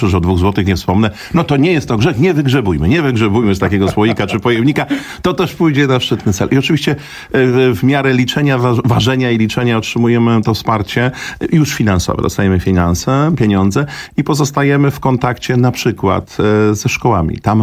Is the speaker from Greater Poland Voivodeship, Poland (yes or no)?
no; Warsaw, Masovian Voivodeship, Poland; To było 24 lata temu, jeszcze wtedy jako warszawiak